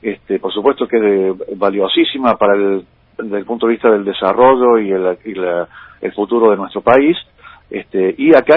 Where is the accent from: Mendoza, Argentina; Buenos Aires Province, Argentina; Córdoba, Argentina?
Córdoba, Argentina; now in Buenos Aires, Argentina; soy cordobés, viviendo aquí en Buenos Aires, pero cordobés.